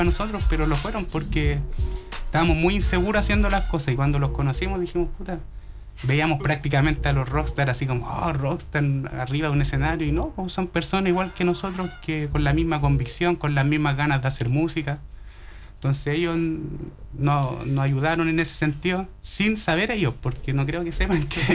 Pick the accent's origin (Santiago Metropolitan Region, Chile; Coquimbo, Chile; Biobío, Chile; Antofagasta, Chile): Santiago Metropolitan Region, Chile; Sí, mira, claro, mirada rara por decir que uno es de Los Espejos.